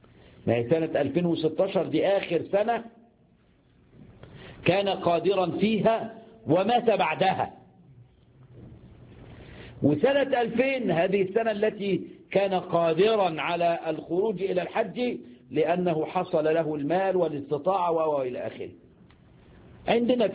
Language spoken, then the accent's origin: Arabic; Egypt; عندنا في مصر يقول لك الصحة فل وبيأكل سمنة بلدي